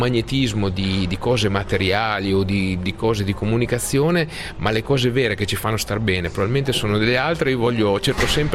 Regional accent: Emilia-Romagna, Italy; forse da buon emiliano cerco di vedere sempre le cose positive, no?

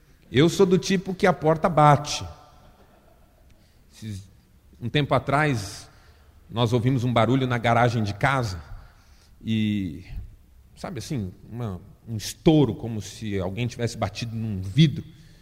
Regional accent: São Paulo, Brazil; Como eu fui criado em São Paulo, eu passei a minha infância, adolescência e juventude frequentando aquele shopping.

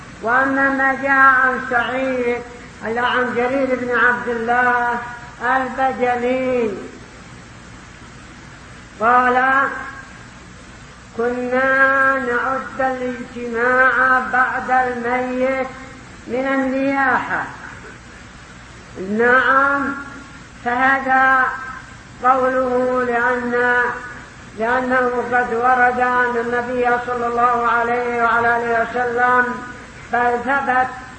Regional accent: Yemen; ربما يشترون من القات عندنا باليمن يكلفهم قدر مليون

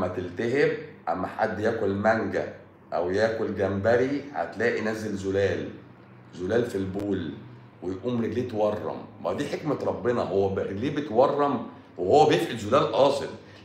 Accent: Egypt; احنا مصريين بقى حرف السين بيبقى تقيل، بقى تقيل على لساننا،

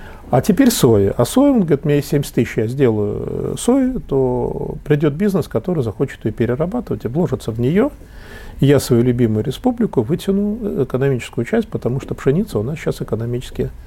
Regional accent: Ural, Russia; А там сибирские мужики здоровые, я уралец

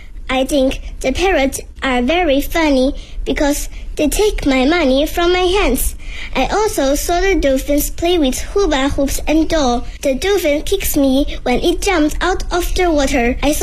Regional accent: Shenzhen, Guangdong, China; Hello everyone … I am 9 years old. I am from Shenzhen, a big city in Guangdong Province in China.

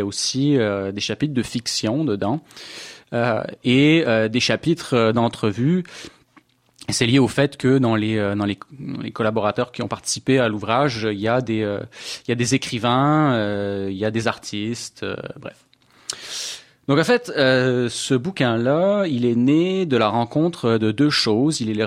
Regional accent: France; now in Canada; Je suis français aussi. Je suis nouvel arrivant en fait au Québec. Ça fait pas très très longtemps que je suis là

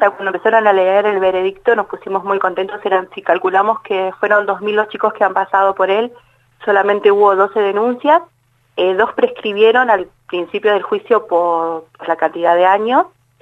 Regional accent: Buenos Aires, Argentina; Yo soy de Buenos Aires, hace 3 años que vivo acá.

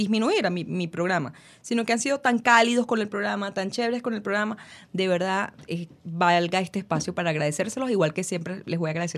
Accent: Caracas, Capital District, Venezuela; Como buena venezolana y caraqueña, me reí, porque pensé que me estaba echando broma.

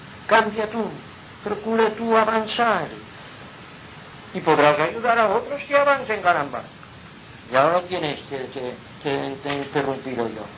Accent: Inca, Balearic Islands, Spain; born there; Yo nací en Inca. ¿Cuántas veces he dicho que Inca es la capital de Europa?

